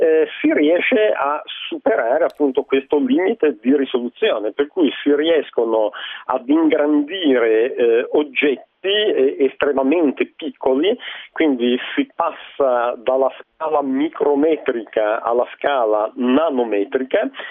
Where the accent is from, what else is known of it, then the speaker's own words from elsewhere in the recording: Genoa, Liguria, Italy; visto che io sono di Genova.